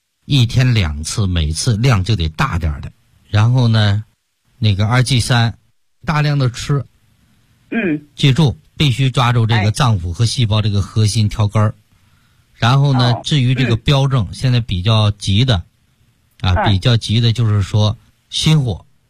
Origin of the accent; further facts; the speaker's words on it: Tianjin, China; 我们天津人